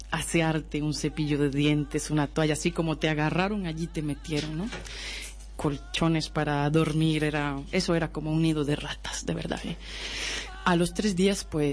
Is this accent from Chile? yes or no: no; Costa Rica; moved away; Pues yo siempre me he dedicado a la música desde que salí hace 13 años de Costa Rica, viajando, caminando pues por todo Latinoamérica, sur y centro y también México